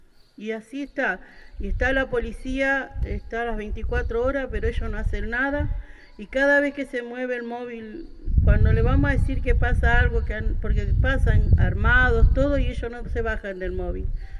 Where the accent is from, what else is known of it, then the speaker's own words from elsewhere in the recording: Rosario, Santa Fe, Argentina; ya de Rosario.